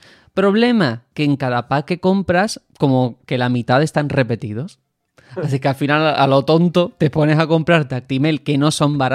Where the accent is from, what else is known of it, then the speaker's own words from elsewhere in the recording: Spain; yo sentí por momentos que Game Freak, los japoneses, sabían más de España que yo como español.